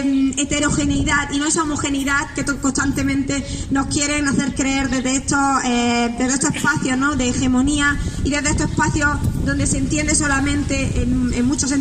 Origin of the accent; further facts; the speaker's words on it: Granada, Andalusia, Spain; Yo me considero una mujer andaluza, granaína, palestina, ramblawiye, gazawiye, como se dice en árabe.